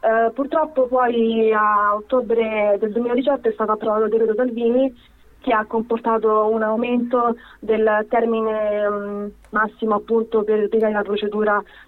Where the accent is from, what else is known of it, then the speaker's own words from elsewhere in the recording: Serbia; now in Italy; Quindi c'è tutto quanto un gap di quando ero piccola, che non ho vissuto il mio paese. Poi comunque io, non essendo fluente nel serbo, lo capisco ma non lo parlo bene.